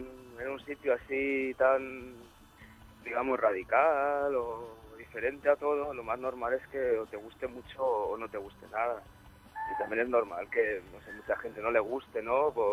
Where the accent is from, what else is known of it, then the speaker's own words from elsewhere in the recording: Sant Joan Despí, Catalonia, Spain; nosotros somos de San Juan de Espí